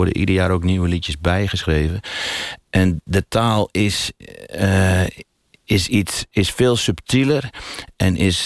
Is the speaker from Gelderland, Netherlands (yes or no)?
no; North Brabant, Netherlands; dat is natuurlijk de streek waar ik opgegroeid ben. Ja. Is de gereformeerde streek, de strenge streek.